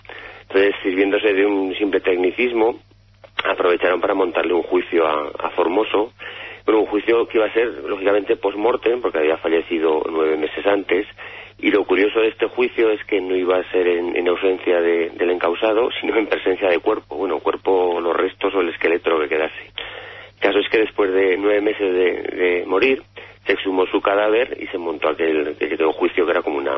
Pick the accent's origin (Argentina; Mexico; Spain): Spain; Teruel, Aragon; me recuerda a la leyenda de los amantes de Teruel de mi tierra